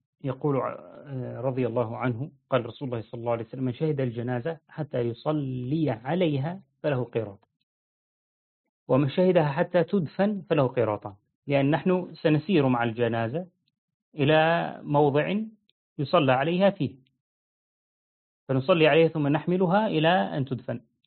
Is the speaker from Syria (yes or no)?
yes; Syria; حتى تجد مثلا نحن في عندنا في سوريا